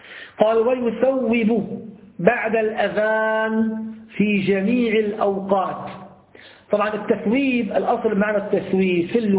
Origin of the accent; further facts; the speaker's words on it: Damascus, Damascus Governorate, Syria; عندنا في دمشق في الأحياء التجارية مثل السوق متحداشة يوجد مساجد كثيرة